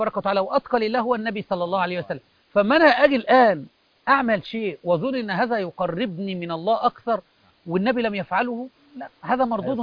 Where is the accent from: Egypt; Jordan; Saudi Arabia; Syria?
Egypt; هذه حتى عندنا في مصر أو في الدول العربية أو في أي مكان